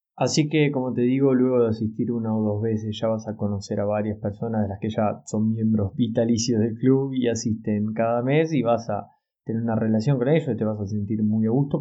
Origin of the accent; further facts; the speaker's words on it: La Plata, Buenos Aires Province, Argentina; yo soy de La Plata, en Argentina, ¿no?